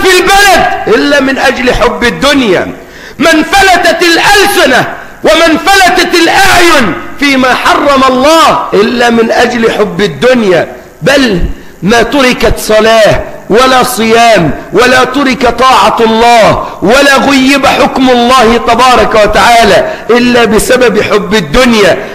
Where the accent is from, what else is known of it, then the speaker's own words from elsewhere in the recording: Egypt; تواجهنا كمصريين